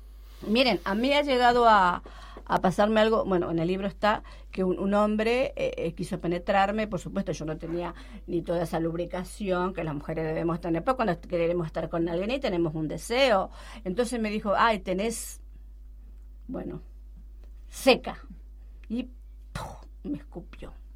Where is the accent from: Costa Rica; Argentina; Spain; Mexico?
Argentina; Si nosotras, que somos argentinas, hacemos eso